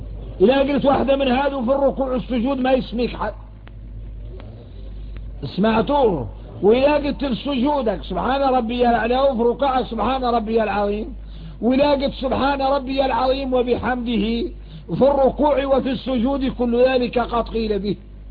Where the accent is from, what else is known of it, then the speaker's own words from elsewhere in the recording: Mauritania; واحنا موريتاني